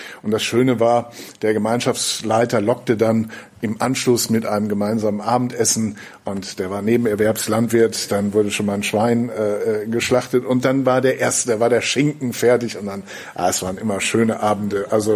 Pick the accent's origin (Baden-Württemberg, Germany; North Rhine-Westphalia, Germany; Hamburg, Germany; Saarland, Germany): North Rhine-Westphalia, Germany; now in Schneverdingen, Germany; aber wo ich herkomme im Siegerland, da gab es das damals, als ich noch ein bisschen jünger war, quasi in jedem zweiten Dorf.